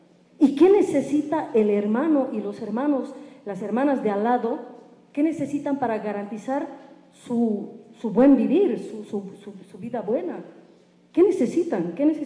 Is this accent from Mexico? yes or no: no; Bolivia; soy de Bolivia, soy aymara, soy feminista comunitaria, y ahí, bien, bien, y soy lesbiana.